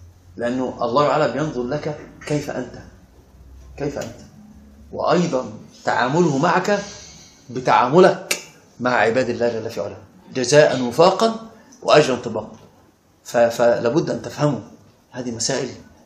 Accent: Upper Egypt, Egypt; وانا صعيدي صعيدي

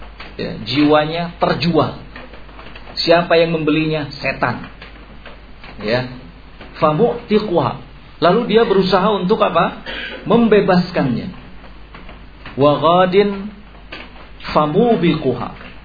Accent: West Java, Indonesia; Kita nih orang Sunda terus terang, kadang-kadang seperti itu.

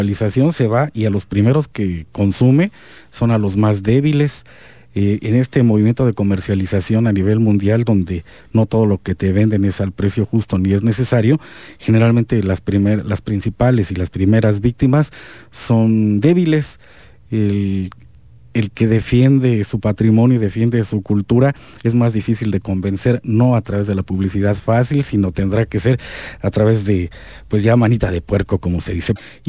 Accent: Comitán, Chiapas, Mexico; Y entonces se te olvida que tu centro, tu ombligo es Comitán, y que lo menos que podríamos hacer es seguir conservando esa idiosincrasia

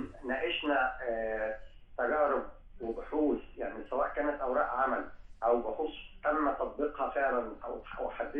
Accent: Egypt; احنا تربينا، يمكن انا جيل اقدم شويه، تربينا على اننا في مصر بننتمي لمجموعه دوائر، الدائره العربيه والدائره الافريقيه والدائره الاسلاميه،

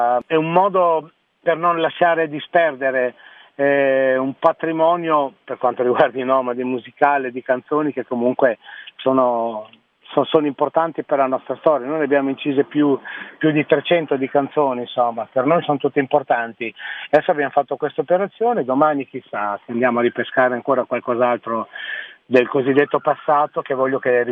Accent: Novellara, Emilia-Romagna, Italy; mi hanno chiamato dal comune del mio paese di Novellara

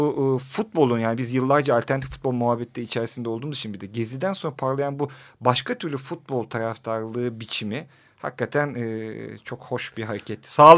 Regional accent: Rize, Turkey; Biz Rizeli olarak.

